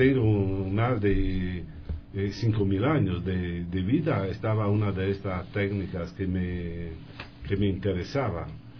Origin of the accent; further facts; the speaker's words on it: Friuli-Venezia Giulia, Italy; Spanish is a second language; Yo llego del nordeste de Italia, más o menos cerca de la frontera con la Eslovenia y con la Austria. Esta zona se llama Friuli, se llama, la región se llama así.